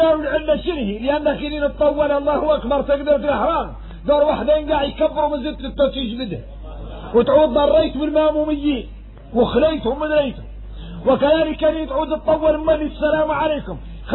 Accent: Mauritania; وإحنا موريتاني فاصلين في حد يطول

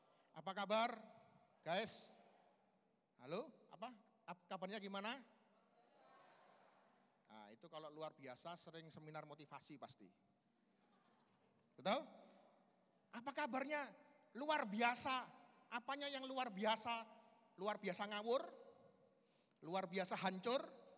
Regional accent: Surabaya, East Java, Indonesia; apa kabar? Saya dari Surabaya. Tepatnya saya bergereja di paroki Santo Marinus Surabaya, itu di daerah Kenjeran.

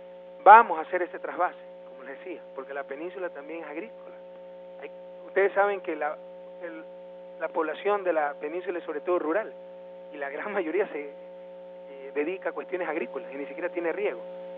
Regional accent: Salinas, Santa Elena, Ecuador; yo sí vengo a pasar vacaciones acá en mi tierra, Salinas y mi patria, no me voy a Miami ni a ningún otro lado.

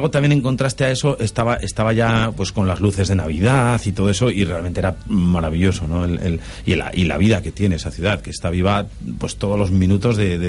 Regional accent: Pamplona, Navarre, Spain; fue en mi tierra, en Pamplona

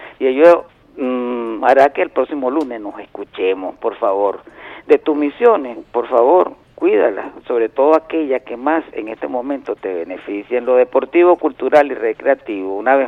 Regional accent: Venezuela; como venezolano

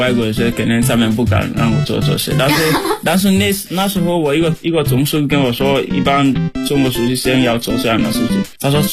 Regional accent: Sierra Leone; Chinese is a second language; now in China; 我来自塞拉利昂，然后我在中国传媒大学已经三年多了。我学习汉语，就是我的专业是国际汉语教育。

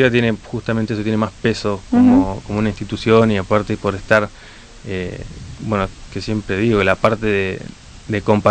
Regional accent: Cipolletti, Río Negro, Argentina; also born or lived in Neuquén / Buenos Aires; No, de Neuquén soy yo. Nací en Neuquén, viví en Cipolletti. Terminé secundaria en Cipolletti y me fui a vivir a Buenos Aires.

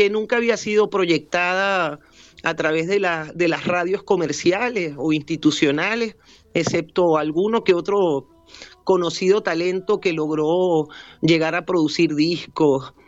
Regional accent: Argentina; born there; Yo nací en Argentina y producto de la dictadura del 76

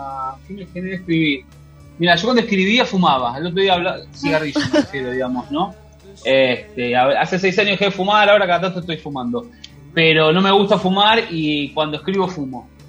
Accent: Argentina; born there; Nací en Argentina

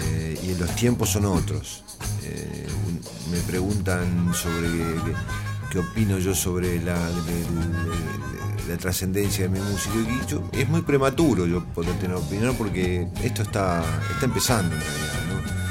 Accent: Quilmes, Buenos Aires Province, Argentina; Nosotros somos de Buenos Aires, somos de Quilmes, de donde el tango, la milonga, el folclore, la música lírica italiana, la música española, la música francesa, estuvo involucrada en nuestra infancia

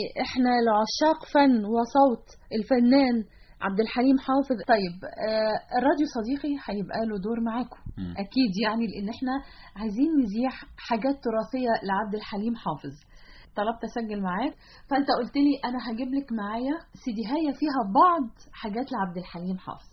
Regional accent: Egypt

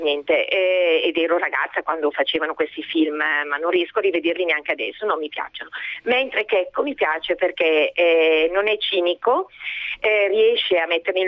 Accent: Brescia, Lombardy, Italy; io non sono pugliese, sono di Brescia.

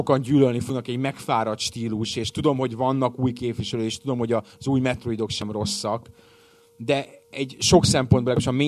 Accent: Hungary; Magyar paraszt vagyok, nekem az Halo.

